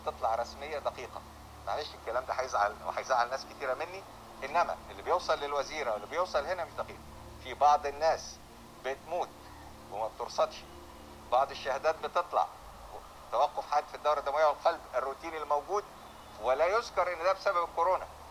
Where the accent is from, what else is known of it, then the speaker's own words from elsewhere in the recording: Sohag Governorate, Egypt; السيناريو اللي بيحصل في الهند بعد الشر مليون مرة وارد أن يحصل عندنا في سوهاج